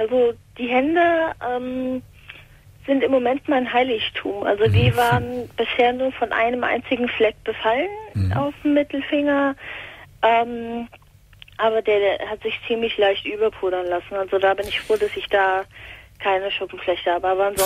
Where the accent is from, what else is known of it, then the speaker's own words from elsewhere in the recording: Hesse, Germany; Ich komme aus der Nähe von Frankfurt.